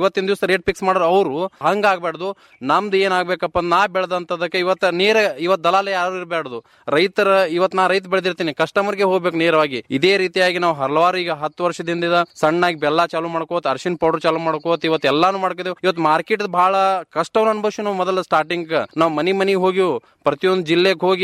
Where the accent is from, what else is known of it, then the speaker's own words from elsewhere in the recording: Almel, Karnataka, India; ನಾನು ಆಲ್ಮೇಲ್ದವನು.